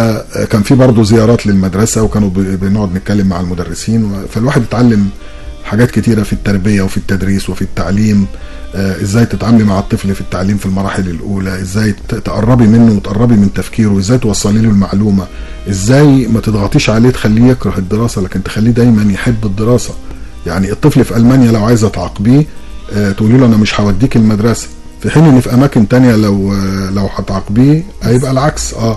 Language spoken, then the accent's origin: Arabic; Egypt; now in Germany; يعني ما اقول ان انا مصري يبقى صورتي مشرفه